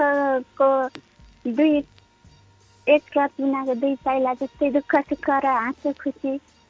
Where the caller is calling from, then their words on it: Pyuthan, Lumbini Province, Nepal; हजुर, म प्युठानदेखि।